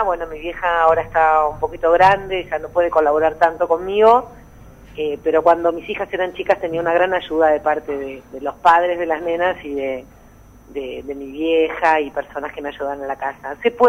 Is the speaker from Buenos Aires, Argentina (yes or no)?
yes; Buenos Aires, Argentina; soy porteña, nací en Buenos Aires, en la capital